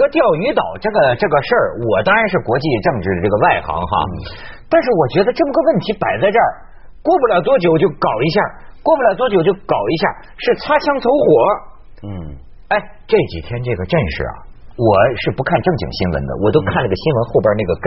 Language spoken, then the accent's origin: Chinese; China; 我们中国人就这么的人呢？